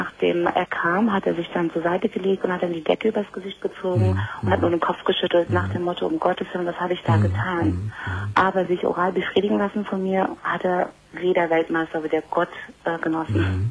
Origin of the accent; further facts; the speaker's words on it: Croatia; Ich war halt ein Kroate